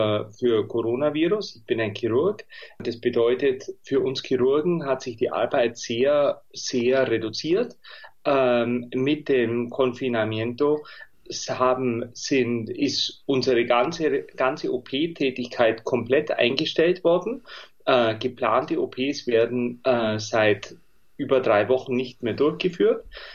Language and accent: German; Bavaria, Germany; ich bin ein Bayer, das hört man vielleicht. Ich habe in München, oder nicht vielleicht, sondern ganz sicher, ich habe in München studiert